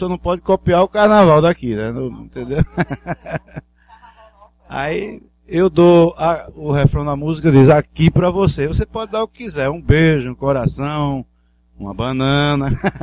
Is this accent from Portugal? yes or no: no; Recife, Pernambuco, Brazil; Veja, eu sou recifense, né, da Gema, gosto muito de carnaval